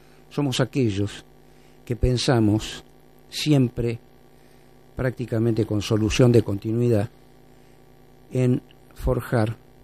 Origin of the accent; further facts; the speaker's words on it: Argentina; y ahí me integro como argentino a toda la comunidad latinoamericana